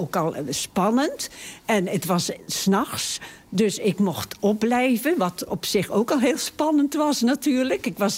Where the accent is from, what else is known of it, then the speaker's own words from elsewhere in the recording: Haamstede, Zeeland, Netherlands; ik kom uit Haamstede, waar ik ook geboren ben.